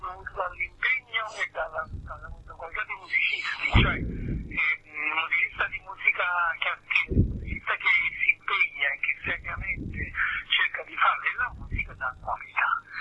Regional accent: Naples, Campania, Italy; Sono partito da Napoli, sono arrivato dappertutto, insomma, diciamo, quindi era un po' il mio percorso.

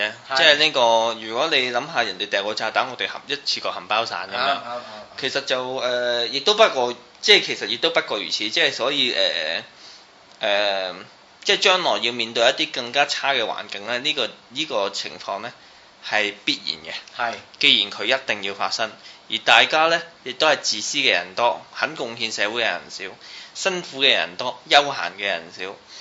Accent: China; 然後就我哋中國人有句説話真係講得幾好啊，唔見棺材唔流眼淚

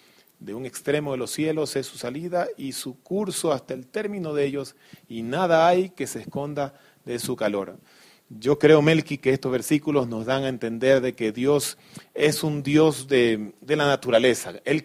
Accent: Ecuador; Nosotros como ecuatorianos también tenemos algo espectacular en nuestras tierras, ¿no? Las Islas Galápagos.

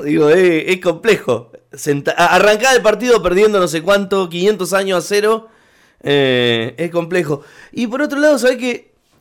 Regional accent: San Martín de los Andes, Neuquén, Argentina; now in Buenos Aires, Argentina; cuando llegás a ese lugar en Buenos Aires y decís que sos de San Martín de los Andes, de la Patagonia

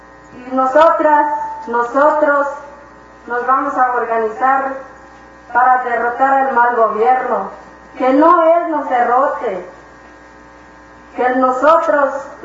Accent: Nueva Victoria, Chiapas, Mexico; Mi pueblo es Nueva Victoria, que es el pueblo donde vivía el compañero Galeano.

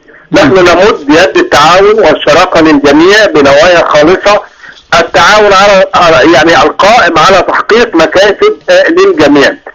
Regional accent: Egypt; مش عشان احنا مصريين، لكن مصر هي من نجحت في اختراق يعني حاجز النار

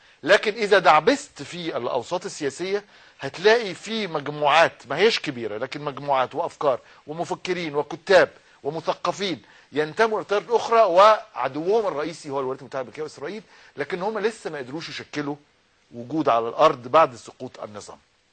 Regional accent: Egypt; واتعمل عندنا في مصر

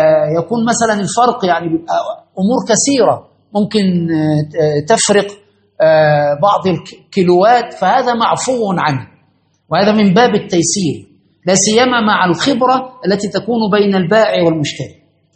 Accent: Egypt; كنا الميزان عندنا في مصر وفي كل الأماكن

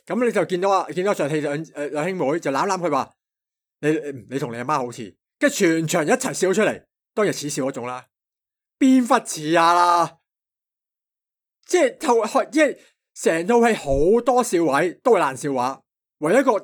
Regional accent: Hong Kong; 我哋香港人就成日，即系我哋亚洲人啦，

